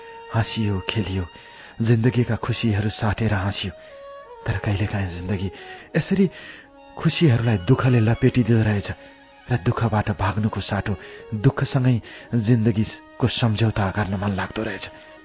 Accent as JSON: {"language": "Nepali", "region": "Lumbini Province", "country": "Nepal", "tie": "born there", "said": "विक्रम सम्वत 2037 सालको कार्तिक महिनामा मेरो जन्म अर्घाखाँची जिल्लामा भएको हो।"}